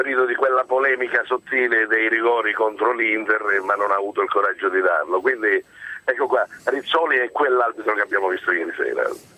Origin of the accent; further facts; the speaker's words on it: Calabria, Italy; now in Modena, Italy; chiama da Modena, ma sono un calabrese trapiantato a Modena